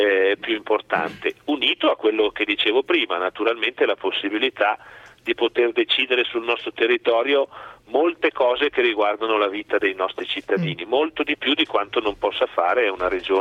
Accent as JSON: {"language": "Italian", "town": "Milan", "region": "Lombardy", "country": "Italy", "tie": "born or raised there", "said": "io sono figlio di genitori trentini emigrati negli anni 50 a Milano, quindi sono nato a Milano, ho vissuto un po' di anni lì."}